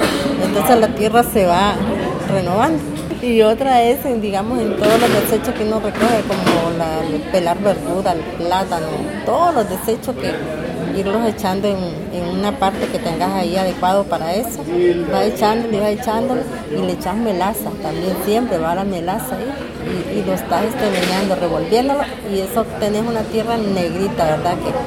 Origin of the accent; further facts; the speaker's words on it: Upala, Alajuela, Costa Rica; born there; also born or lived in Nicaragua; Yo vine a Nicaragua, digamos a los 27 años por ahí, pero cuando yo nací en Upala. Lo que pasa es que como de 6, 7 años mis padres me llevaron a Nicaragua y después volví otra vez.